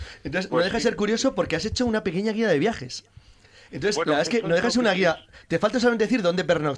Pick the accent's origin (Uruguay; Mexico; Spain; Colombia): Spain; Madrid, Community of Madrid; born there; Aunque soy nacido en Madrid, pero es que soy de sangre montañesa.